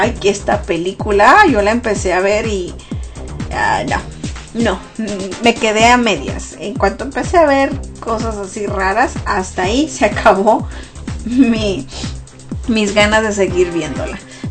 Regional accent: Mexico; Yo, que soy mexicana, debería de enterarme un poquito más de esto, ¿verdad?

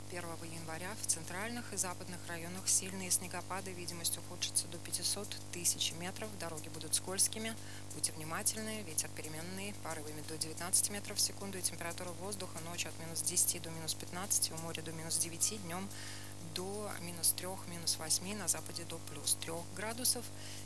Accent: Latvia; first language Russian; В Латвии мои предки жили и умирали на протяжении столетий. Так сложилось, что я латышка по национальности. В моей семье говорят на разных языках, но мой родной язык русский.

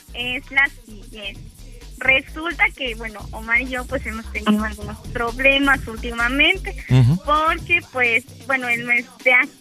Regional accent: Veracruz, Mexico; Soy jarocha de corazón.

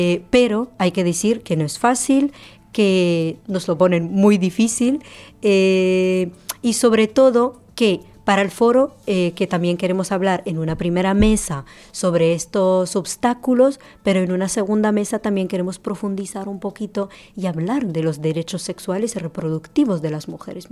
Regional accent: Morocco; Incluso, por ejemplo, yo que soy marroquí, no puedo ni votar teniendo trabajo, pago mis impuestos, tengo una residencia, pero solo por mi procedencia yo no puedo votar.

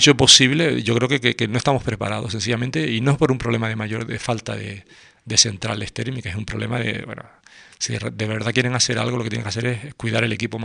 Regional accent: Las Palmas de Gran Canaria, Canary Islands, Spain; yo recuerdo de niño como mi padre me llevaba a ver el barranco, yo soy de Las Palmas, a ver el barranco de Guiniguada a correr.

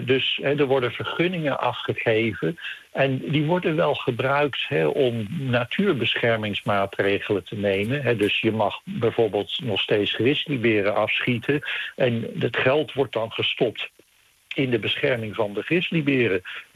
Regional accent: Netherlands; als Nederlander, ik voel me nog steeds in het paradijs met al die dieren om me heen.

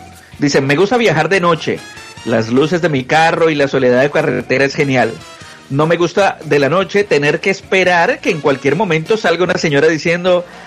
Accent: Colombia; Claro, como yo vengo de Colombia, donde no hace tanto viento, no hace así, pues, el viento no hace tanto ruido.

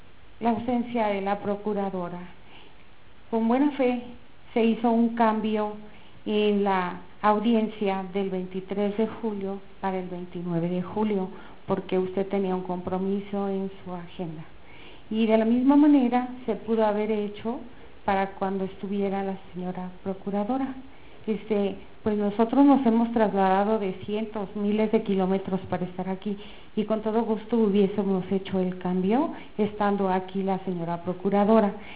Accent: Guanajuato, Mexico; vengo de Guanajuato

